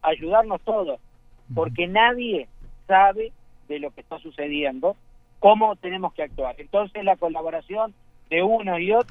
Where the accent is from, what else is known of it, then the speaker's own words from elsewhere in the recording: Maldonado, Uruguay; born there; yo soy nacido acá en Maldonado y hace 35 años que administro edificios.